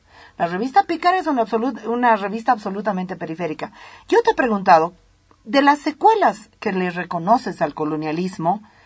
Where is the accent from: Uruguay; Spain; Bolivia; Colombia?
Bolivia; te lo digo yo como boliviana, si te sirve.